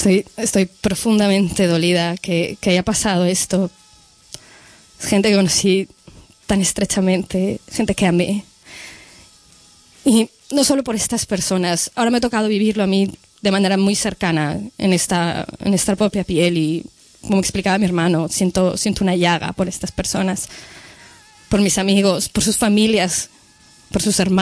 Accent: Cuernavaca, Morelos, Mexico; moved away; Jugué en los parques. Cuando nosotros nos fuimos de Cuernavaca, les vi pocas veces más.

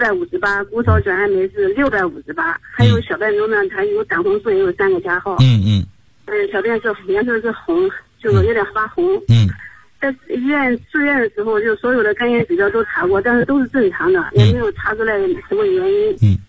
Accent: Huainan, Anhui, China; 我是来自安徽淮南的，也是你的忠实的听众，也是修和养元的受益者，今年53岁。

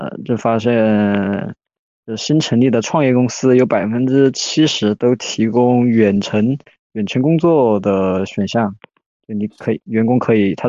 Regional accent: Hong Kong; 我说我们是香港人啊，就跟我说我是重庆人没啥区别啊。

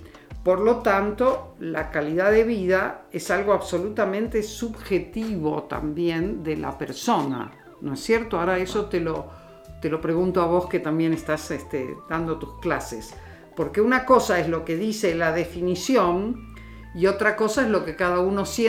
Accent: Buenos Aires, Argentina; born there; Yo, como nací en Buenos Aires y soy muy desapegada, he viajado por el mundo.

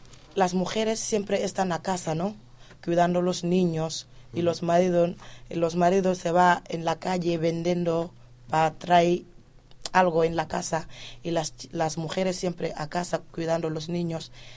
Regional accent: Senegal; Pues, ¿de dónde eres? De Senegal.

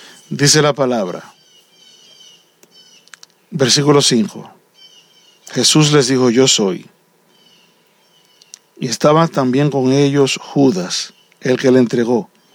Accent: Dominican Republic; Y mi mamá nació a los 5 años de que ese caballero fuera presidente allá en la República Dominicana.

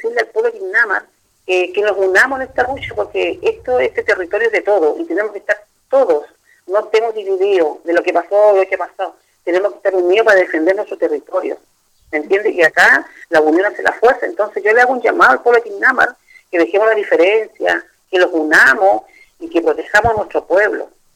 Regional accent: Valparaíso, Chile; Mi tierra, donde yo me crié, donde tengo muy lindos recuerdos de Ignama

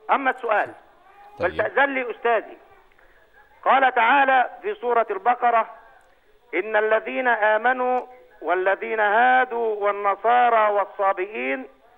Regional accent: Egypt; لا من تونس، أنا من مصر.

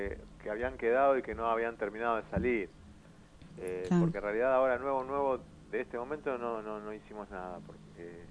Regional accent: Paso del Rey, Buenos Aires Province, Argentina; Somos de Paso del Rey.

